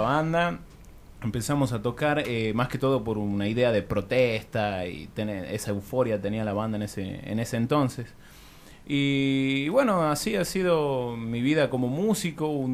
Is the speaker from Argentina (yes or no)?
yes; Tucumán, Argentina; now in La Rioja, Argentina; yo soy de Tucumán, aclaro, cuando me vengo acá a La Rioja